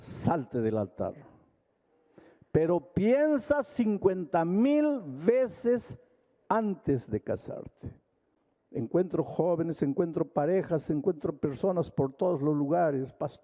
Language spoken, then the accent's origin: Spanish; Jauja, Junín, Peru; Yo vengo de Jauja.